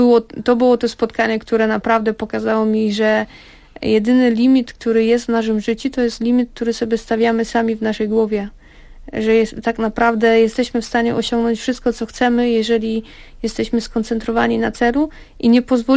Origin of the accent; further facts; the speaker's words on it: California, United States; Aczkolwiek też jako osobowość jestem osobą radosną i to, że wychowałam się na osobę dorosłą już w Kalifornii, gdzie jednak kultura jest troszeczkę inna, sposób bycia na co dzień jest inny.